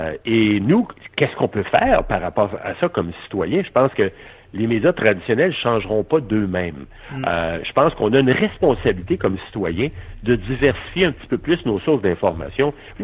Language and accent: French; Quebec City, Quebec, Canada; Puis d'ailleurs, je suis originaire de Québec.